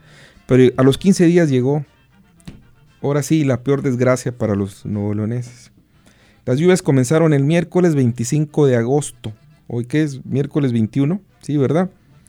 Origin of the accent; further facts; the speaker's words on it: Santa Catarina, Nuevo León, Mexico; Yo no soy de Lampazos, soy de Santa Catarina, pero quiero mucho Lampazos.